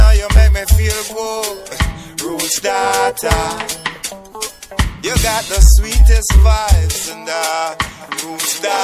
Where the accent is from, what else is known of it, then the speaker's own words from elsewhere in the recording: Jamaica; No, I'm from the, I'm from Jamaica, the island, the sweet reggae island, you know.